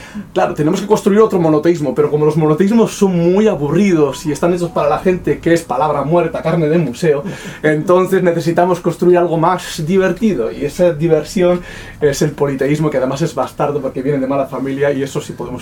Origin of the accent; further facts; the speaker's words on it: Basque Country, Spain; yo seguramente estaré de acuerdo porque soy vasco